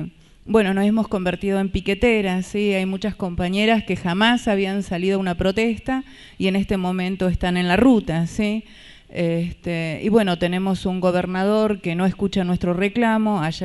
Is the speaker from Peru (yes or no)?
no; Comodoro Rivadavia, Chubut, Argentina; Vengo de Comodoro Rivadavia de Chubut.